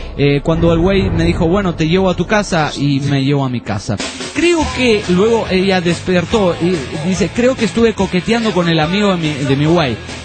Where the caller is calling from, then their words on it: Buenos Aires, Argentina; de Buenos Aires, Argentina